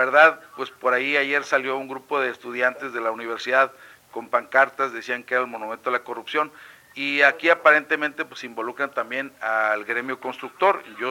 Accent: Mexico; no somos los mexicanos, son los que nos dizque gobiernan

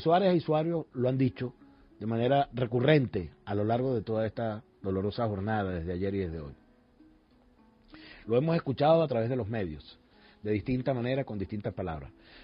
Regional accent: Venezuela; nosotros debemos hoy sentirnos orgullosos como venezolanas y venezolanos

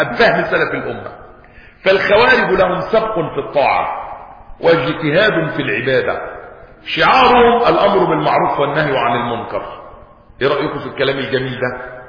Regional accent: Egypt; احنا عندنا في مصر تقريبا فوق ال 80 مليون ميزو.

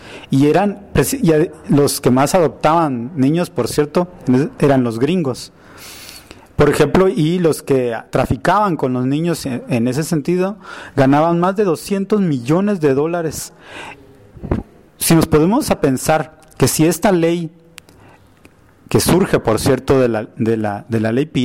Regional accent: Guatemala; como familias, como guatemaltecos y guatemaltecas, podamos promover el tema de la adopción

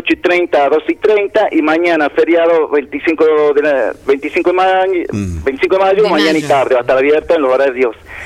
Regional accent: La Rioja, Argentina; de las cosas que nos sucedieron a nosotros como riojano en algún momento de la historia.

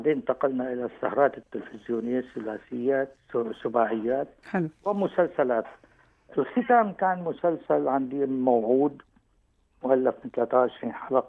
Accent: Latakia, Latakia Governorate, Syria; حي الطابيات عندنا في اللاذقية

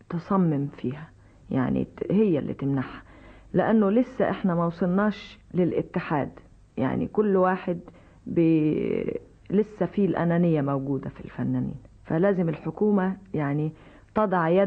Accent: Egypt; ودي وحشه قوي في وشنا احنا كمصريين

